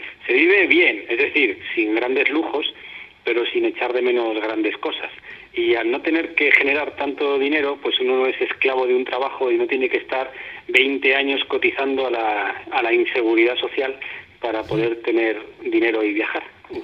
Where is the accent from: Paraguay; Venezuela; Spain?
Spain; moved away; Y de esta manera llevo ya 8 años desde que salí de España.